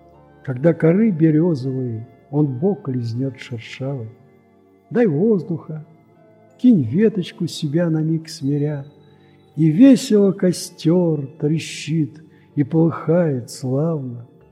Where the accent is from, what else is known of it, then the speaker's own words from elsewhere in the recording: Moscow, Russia; Я москвич, пенсионер.